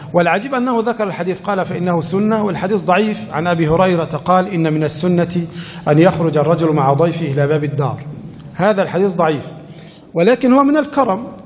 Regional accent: Egypt; نحن عندنا في مصر لو جاك إنسان يتغدى وقدمت له الشاي أولا

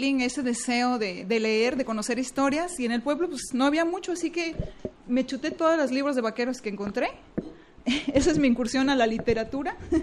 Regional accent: Hidalgo, Mexico; now in Guadalajara, Mexico; De la Huasteca de Hidalgo. Sí, sí. Pues yo tengo muchos años en Guadalajara.

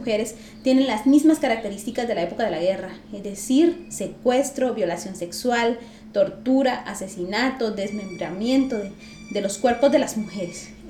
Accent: Guatemala; Mientras como pueblo guatemalteco no revisemos lo que pasó en la historia de nuestro país

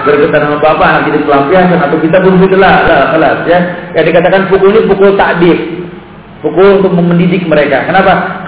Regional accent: Yemen; saya dari Yaman

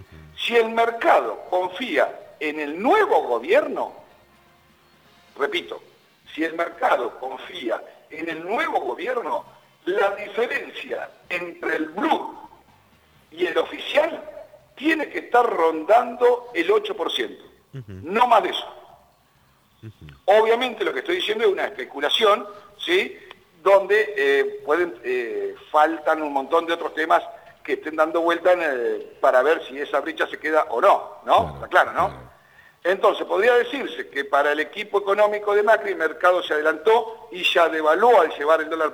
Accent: Argentina; lo que nosotros, como argentinos, en función de cuidar nuestro bolsillo

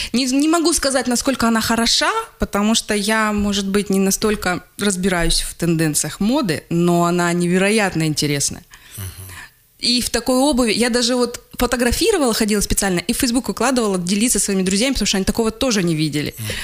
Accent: Russia; Я из России

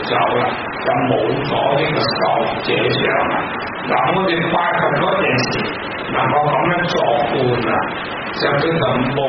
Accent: Hong Kong; 我们香港人很有所口头禅

